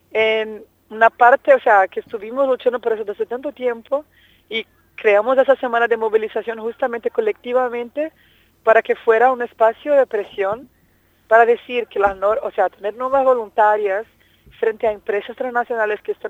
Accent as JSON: {"language": "Spanish", "country": "Brazil", "said": "La pena es que países como Brasil, de donde yo vengo, y Argentina no apoyaron la resolución, se abstuvieron en la votación."}